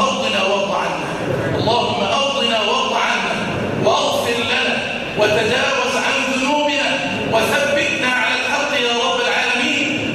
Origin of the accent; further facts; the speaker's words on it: Egypt; اللهم اجعل بلدنا مصر في كنفك وأمانك